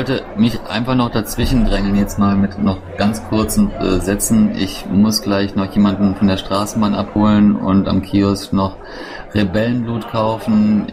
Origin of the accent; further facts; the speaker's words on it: Bornheim, North Rhine-Westphalia, Germany; ich komme aus Bornheim im Rheinland, im schönen Vorgebirge. Ich bin 45 Jahre alt